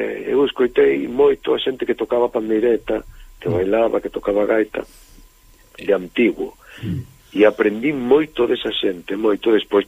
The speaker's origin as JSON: {"language": "Galician", "region": "Galicia", "country": "Spain", "said": "Bueno, no noso caso, si son galegos que tocan como tocamos os galegos, non, simplemente cambia a man e nada máis."}